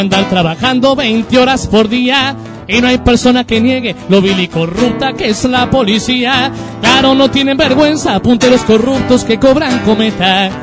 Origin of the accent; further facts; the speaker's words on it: Merlo, Buenos Aires Province, Argentina; born there; muy cerquita del lugar donde yo nací, de Merlo.